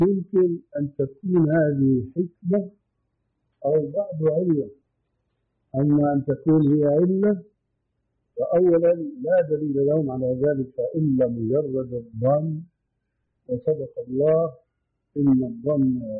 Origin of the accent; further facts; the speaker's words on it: Damascus Governorate, Syria; وكما يقولون عندنا في الشام